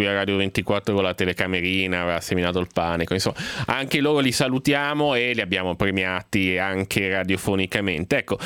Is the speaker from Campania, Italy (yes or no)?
no; Milan, Lombardy, Italy; quello che a me interessa poi da milanese è il quartiere